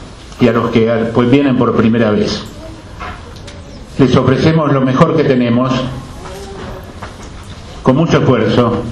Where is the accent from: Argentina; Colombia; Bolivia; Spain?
Argentina; Como ganaderos debemos estar muy felices, pero muy tristes como argentinos.